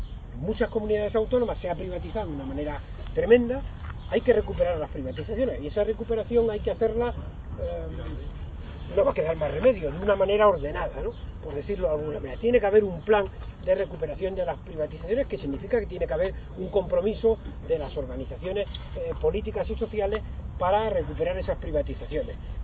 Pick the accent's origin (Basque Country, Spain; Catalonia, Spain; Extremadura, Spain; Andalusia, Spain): Extremadura, Spain; born there; No soy extremeño, nací en un pueblo de Extremadura